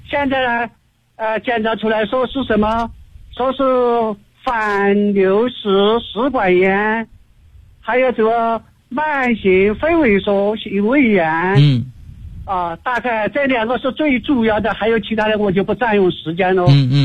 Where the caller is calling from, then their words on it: Chengdu, Sichuan, China; 我是成都的一名学员。